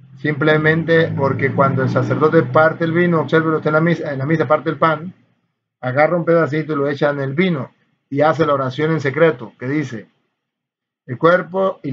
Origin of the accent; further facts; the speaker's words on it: Guatemala; now in United States; desde Estados Unidos. Pero soy de Guatemala, soy un fiel oyente.